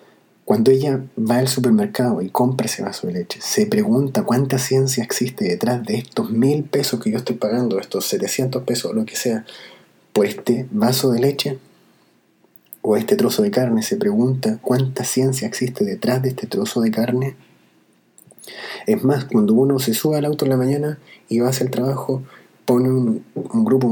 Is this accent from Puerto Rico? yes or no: no; Chile; A mí me gustaría, como chileno, ponerla a disposición de otros chilenos